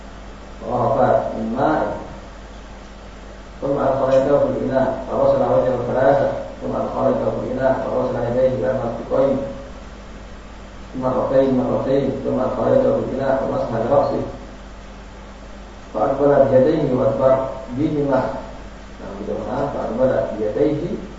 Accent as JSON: {"language": "Indonesian", "region": "Java", "country": "Indonesia", "said": "kalau kita orang Jawa kita harusnya kata kerama Bapak santun"}